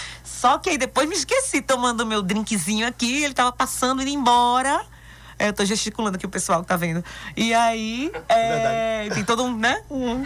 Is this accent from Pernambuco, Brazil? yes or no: no; Vitória da Conquista, Bahia, Brazil; Conquista é minha cidade natal. E ele sendo de Salvador, morou mais em Conquista que eu, né? Então, assim, meus momentos em Conquista de morada foram mais fracionados. Se juntar tudo, não deu nem 3 anos